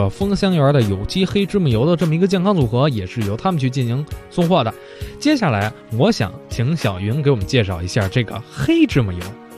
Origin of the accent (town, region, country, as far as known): Beijing, China